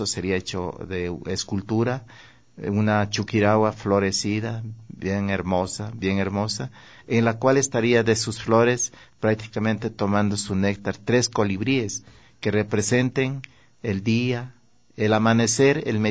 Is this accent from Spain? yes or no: no; Guamote, Chimborazo, Ecuador; recuerdo yo los carnavales de mi tierra, los carnavales de Huamote, ese colorido, los danzantes y todo.